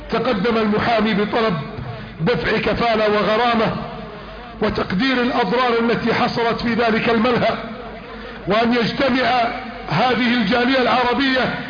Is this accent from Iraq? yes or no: no; Egypt; اللهم اجعل بلدنا مصر امنا امانا